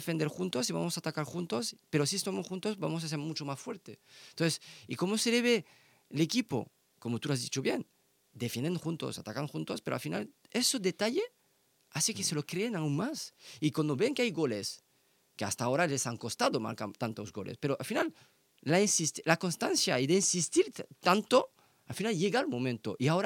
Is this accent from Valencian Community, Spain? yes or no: yes; Elche, Valencian Community, Spain; somos de Elche y somos de para apoyar el club